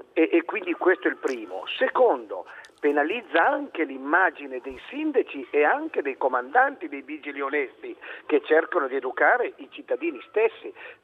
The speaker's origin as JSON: {"language": "Italian", "region": "Piedmont", "country": "Italy", "tie": "born or raised there", "said": "quando io attraverso il mio paese della Val di Susa"}